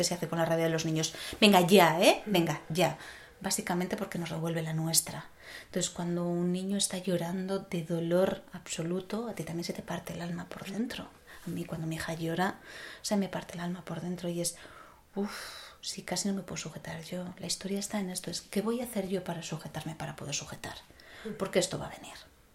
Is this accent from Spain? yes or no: yes; Castile, Spain; Yo vengo de un pueblo de Castilla donde se velaban los cuerpos en casa y se amortajaban en casa y el cuerpo no se iba hasta que no se enterraba.